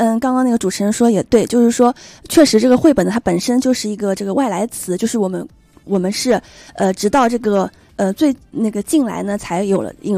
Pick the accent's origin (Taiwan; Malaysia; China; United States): China; 所以我们就是说我们中国人还是有自己的这个文化情节在的